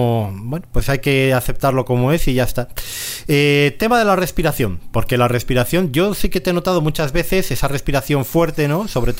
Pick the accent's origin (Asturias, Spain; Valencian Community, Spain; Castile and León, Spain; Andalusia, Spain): Castile and León, Spain; Valladolid; ahora estamos … y yo, que somos los dos de Valladolid.